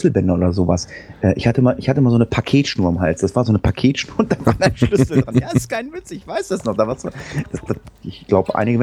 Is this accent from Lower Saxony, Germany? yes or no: yes; Lower Saxony, Germany; also ich komme jetzt aus Niedersachsen.